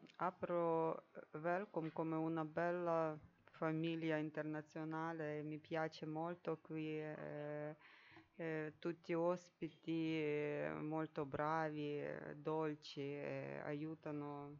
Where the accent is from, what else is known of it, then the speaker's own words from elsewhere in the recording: Ukraine; Italian is a second language; moved away as an adult; now in Rome, Italy; sono ucraina.